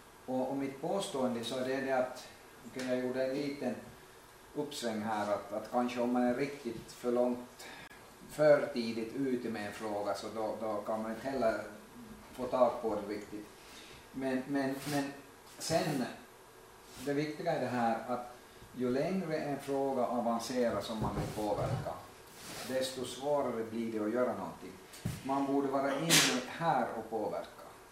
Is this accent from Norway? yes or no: no; Oravais, Ostrobothnia, Finland; Jag är också hemma från Oravais, Österbotten och Österby. En liten